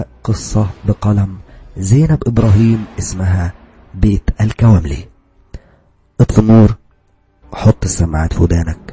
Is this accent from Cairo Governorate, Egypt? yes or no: no; Alexandria, Alexandria Governorate, Egypt; انا من اسكندرية، بس كنت بدرس في طنطا،